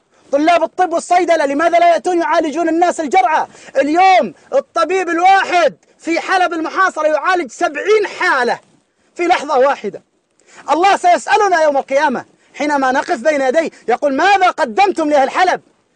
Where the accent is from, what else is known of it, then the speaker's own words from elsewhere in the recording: Mecca, Makkah Province, Saudi Arabia; now in Syria; أنا من السعودية من مكة، ولكن هؤلاء أهلي، تركت أهلي ومالي إلى هنا لأدافع عن هؤلاء